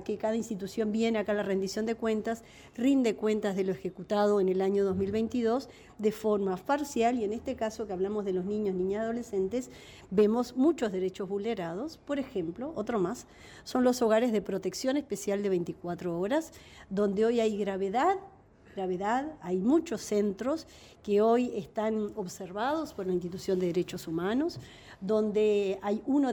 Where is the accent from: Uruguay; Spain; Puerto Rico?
Uruguay; seguimos como uruguayos siendo interpelados